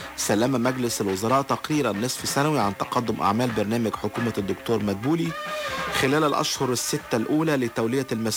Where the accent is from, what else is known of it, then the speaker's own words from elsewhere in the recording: Egypt; لأن احنا مصريين مع بعضنا البعض